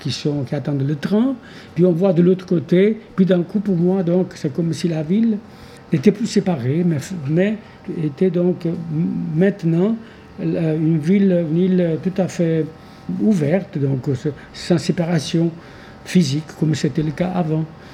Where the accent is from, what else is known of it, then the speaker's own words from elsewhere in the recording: Italy; Et en tant qu'Italien, je n'arrive pas à le concevoir.